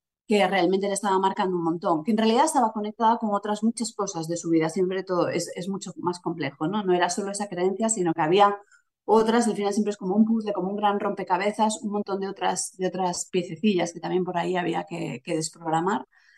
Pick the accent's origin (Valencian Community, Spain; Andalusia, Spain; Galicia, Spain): Galicia, Spain; A Coruña; moved away; yo soy de La Coruña, aunque hace ya mucho tiempo que no vivo allí.